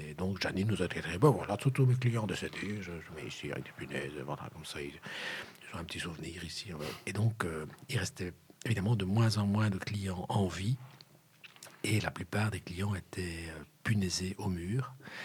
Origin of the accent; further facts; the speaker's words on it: Brussels, Belgium; born there; Non, je suis né à Saint-Pierre.